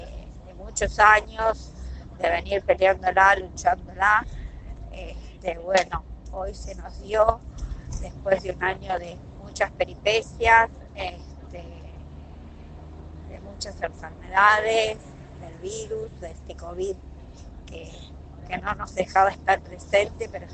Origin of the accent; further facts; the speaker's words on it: Villa Madero, Buenos Aires Province, Argentina; soy de Villa Madero, tengo 55 años